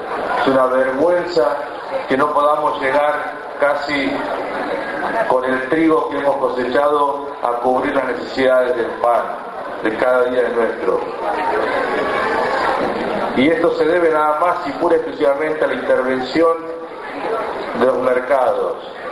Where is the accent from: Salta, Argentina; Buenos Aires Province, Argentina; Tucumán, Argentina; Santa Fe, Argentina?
Buenos Aires Province, Argentina; Bonifacio; Yo vengo del Bonifacio, partido de Guaminí, y sé que parte de nuestra agua